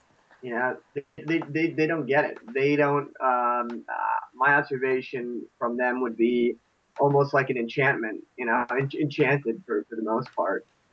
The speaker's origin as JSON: {"language": "English", "region": "Connecticut", "country": "United States", "said": "I'm from a small town. I'm from Connecticut originally. That's where my roots are."}